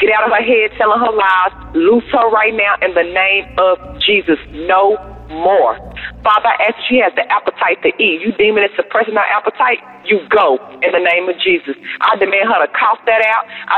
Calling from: Texas, United States; I'm calling from Texas.

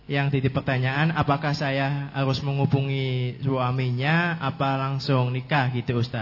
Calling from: Comal, Central Java, Indonesia; Perkenalkan … alamat saya dari Desa Comal, Kabupaten Pemalang.

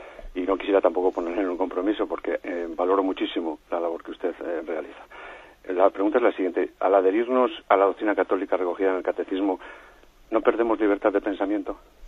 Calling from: Madrid, Community of Madrid, Spain; llamo de Madrid.

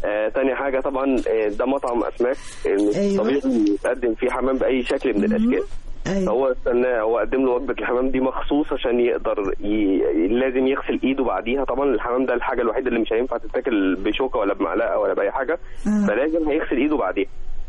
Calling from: Giza, Giza Governorate, Egypt; الجيزة فيصل.

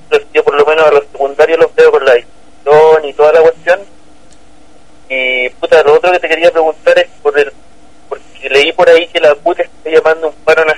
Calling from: La Cisterna, Santiago Metropolitan Region, Chile; De la Cisterna.

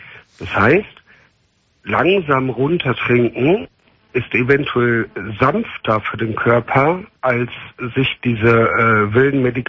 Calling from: Cologne, North Rhine-Westphalia, Germany; Ich glaube, ich komme hier aus der Ecke Köln.

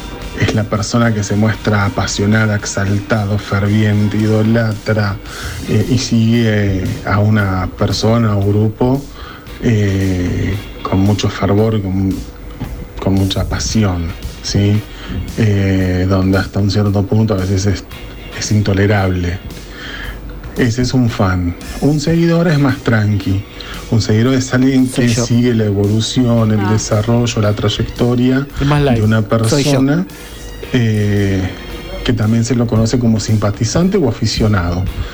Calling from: Villa Elisa, Buenos Aires Province, Argentina; de Villa Elisa de La Plata.

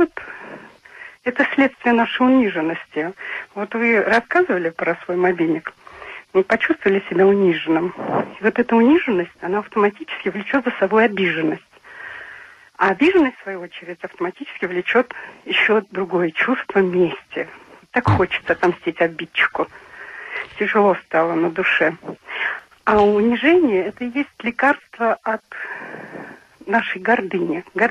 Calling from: Krasnodar Krai, Russia; Я с Кубани.

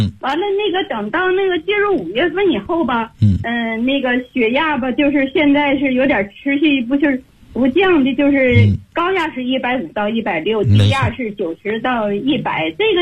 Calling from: Beijing, China; 我是北京的学员，我今年72岁了。

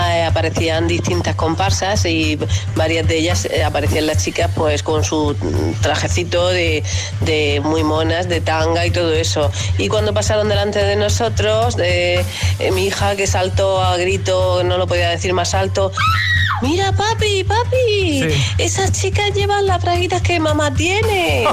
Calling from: Murcia, Region of Murcia, Spain; de Murcia.

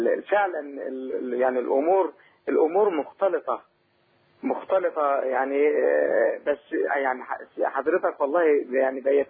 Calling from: Saudi Arabia; أنا من السعودية أشكركم جدا

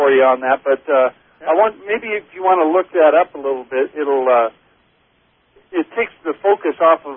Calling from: Spokane, Washington, United States; I'm calling from Spokane, Washington.

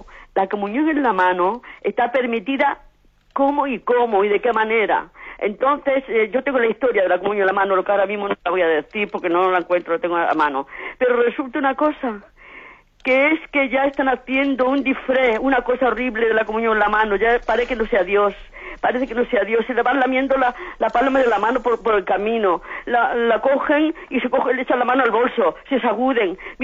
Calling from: Alicante, Valencian Community, Spain; de Alicante

